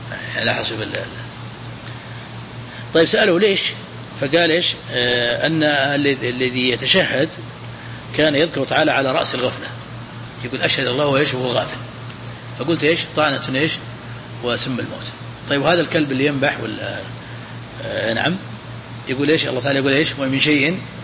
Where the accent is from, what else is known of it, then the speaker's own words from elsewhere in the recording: Najd, Saudi Arabia; عندنا في نجد أحبوا